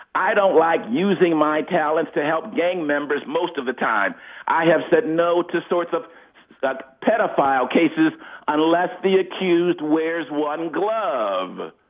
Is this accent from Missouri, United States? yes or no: no; Los Angeles, California, United States; that tapped into me personally and my life growing up in Los Angeles, man.